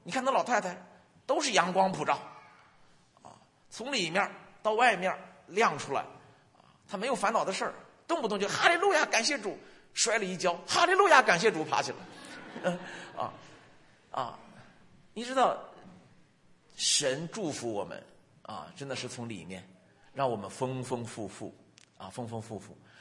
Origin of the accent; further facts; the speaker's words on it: Renqiu, Hebei, China; now in Beijing, China; 我们老家是河北嘛，任丘那边